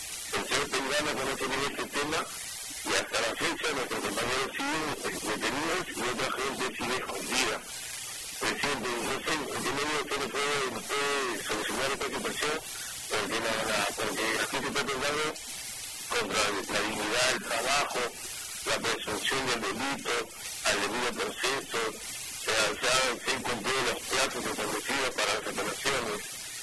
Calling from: Callao, Peru; De aquí, de allá del Cercado.

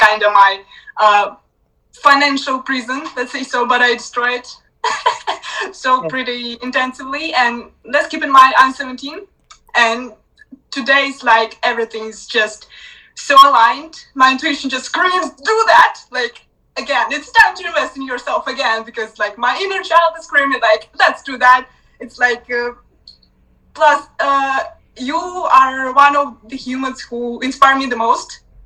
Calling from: Romania; English is a second language

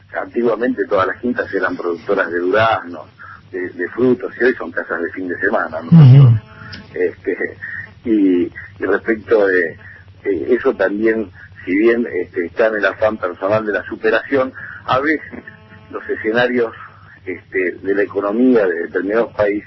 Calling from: Mercedes, Buenos Aires Province, Argentina; de Mercedes.

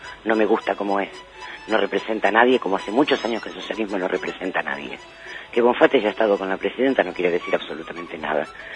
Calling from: Pilar, Buenos Aires Province, Argentina; de Pilar.

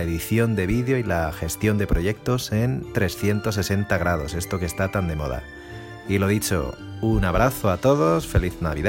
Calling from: Madrid, Community of Madrid, Spain; de FinalCutPro.es y hablo desde Madrid.

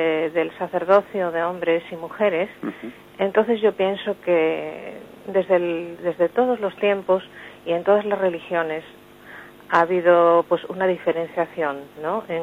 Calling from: Madrid, Community of Madrid, Spain; de Madrid

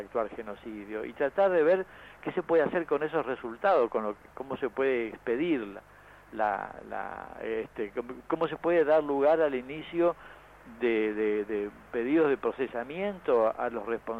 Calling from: Oberá, Misiones, Argentina; also born or lived in Buenos Aires; hablando desde Oberá, Misiones. Yo hace unos años que me vine de Buenos Aires para acá, trabajo acá

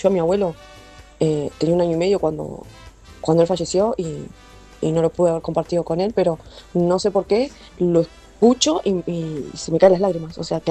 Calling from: Quilmes, Buenos Aires Province, Argentina; de Quilmes

